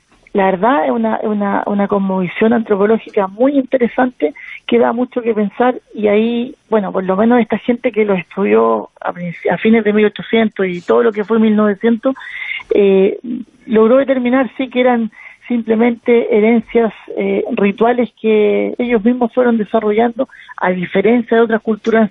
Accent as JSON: {"language": "Spanish", "town": "Santiago", "region": "Santiago Metropolitan Region", "country": "Chile", "lives_now": "Punta Arenas, Chile", "said": "yo soy de Santiago de Chile, la capital, pero yo, mi mujer es de acá, de Punta Arenas, y nosotros pensamos radicarnos acá a futuro."}